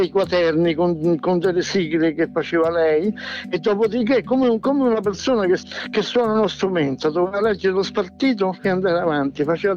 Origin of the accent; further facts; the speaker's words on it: Sardinia, Italy; born there; perché anch'io sono nato in Sardegna